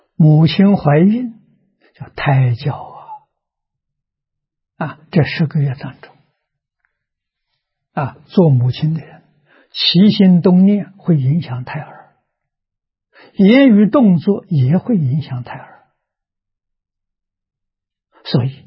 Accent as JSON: {"language": "Chinese", "town": "Tongcheng", "region": "Anhui", "country": "China", "tie": "born or raised there", "said": "我十岁以前即是住在农村啊，我们家乡是桐城派的发源地，所以文风很盛啊，就是读书的风气很盛，这在一般农村遇不到。我生在这个地方啊"}